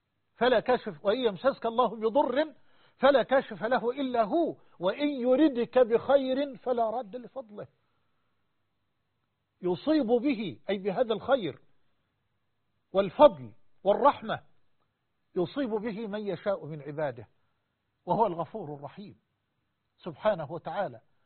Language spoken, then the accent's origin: Arabic; Egypt; وأسأل الله سبحانه أن يجعل بلدنا مصر وسائر بلاد المسلمين أمنا أمانا سخاء رخاء